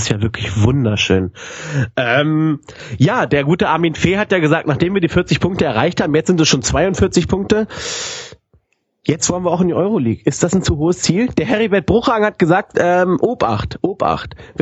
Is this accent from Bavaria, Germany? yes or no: no; Hanover, Lower Saxony, Germany; born there; ich als geborener Hannoveraner muss sagen